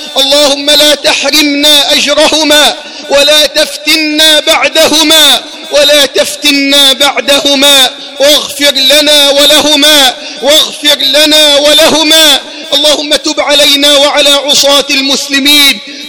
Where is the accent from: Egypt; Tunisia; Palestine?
Egypt; اللهم احفظ بلدنا مصر من كل سوء